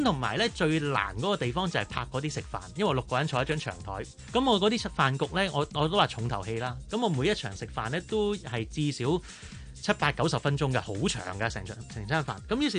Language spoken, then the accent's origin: Cantonese; China; 但系我哋中国人食饭咧，夜晚你点都要出嚟嘅